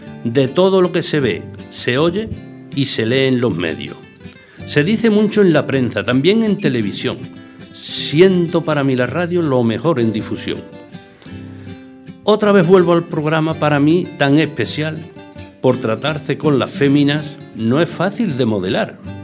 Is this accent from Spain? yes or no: yes; Villanueva del Rey, Andalusia, Spain; also born or lived in Écija; Mi padre era agricultor... que yo me he criado en Villanueva de Rey. Me he criado, nací en Écija. Entonces, pues, éramos seis hermanos